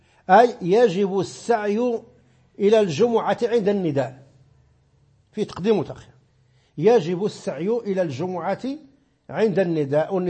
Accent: Oriental, Morocco; عندنا في الريف حتى لا أعمم، عندنا في قبيلة كبدانة عندنا أربع أذانات.

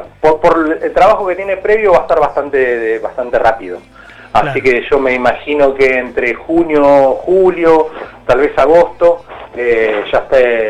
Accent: Luján, Buenos Aires Province, Argentina; yo soy de Luján, provincia, sí, de Buenos Aires

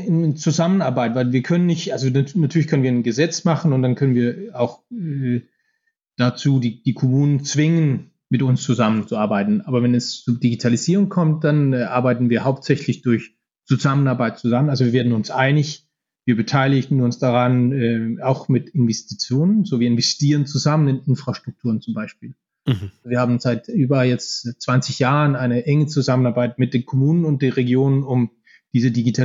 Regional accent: Denmark; German is a second language; Ich bin aus Dänemark.

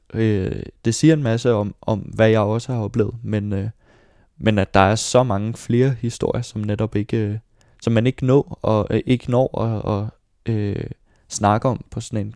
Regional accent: Bagsværd, Capital Region of Denmark, Denmark; also born or lived in Copenhagen; Jeg blev født på Vesterbro, men voksede op i Bagsvær med mine forældre og min storebror.

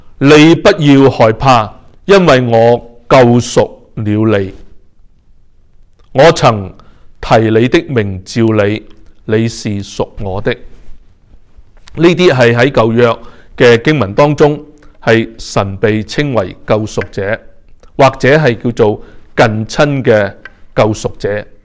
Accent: Hong Kong; 小时候在香港居住的时候，因为天气是潮湿和热的缘故

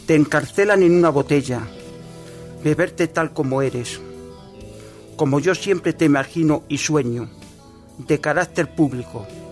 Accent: Moguer, Andalusia, Spain; a mi tierra, yo soy de un pueblo de la provincia de Huelva, Moguer

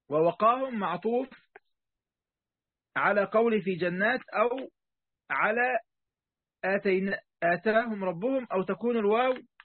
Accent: Egypt; نحن نسميها الفكاهة عندنا في مصر

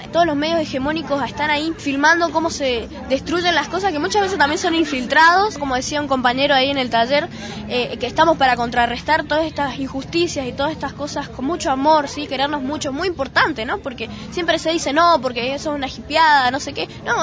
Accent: Mendoza, Argentina; de Mendoza, tengo 13 años

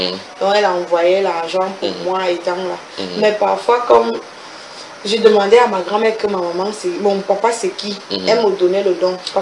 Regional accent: Mbalmayo, Centre, Cameroon; Non, parce que j'ai grandi en Balmayo.

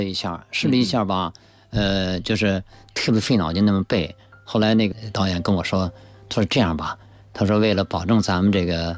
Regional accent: China; 我说 I'm Chinese。我说我是中国人

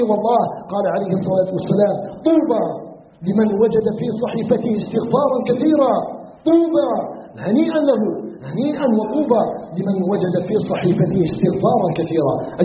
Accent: Algeria

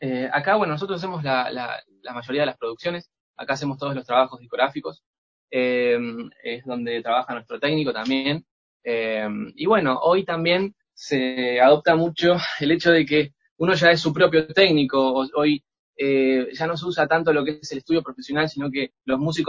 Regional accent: Argentina; yo llego justo el día que cierran la frontera en mi país, en Argentina

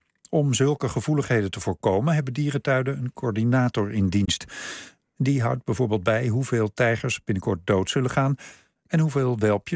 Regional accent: Amsterdam, North Holland, Netherlands; Het is ze gegund hoor, zeg ik als Amsterdammer.

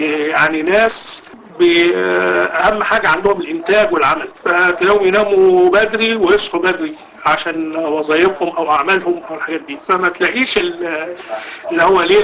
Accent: Egypt; فكان صاحب الفندق لما عرف ان احنا مصريين

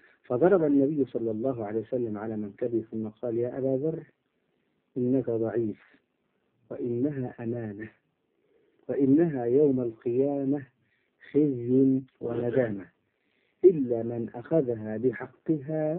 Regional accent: Upper Egypt, Egypt; إحنا عندنا في الصعيد نقول يضرب الجلة

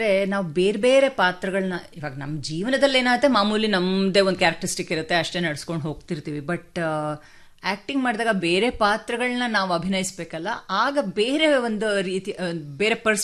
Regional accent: Bangalore, Karnataka, India; Heart of Bengaluru ಅಂತಲ್ಲ, ಗಾಂಧಿ ಬಜಾರ್ ಆ ಏರಿಯಲ್ಲಿ ಹುಟ್ಟಿ ಬೆಳೆದಿದ್ದು.

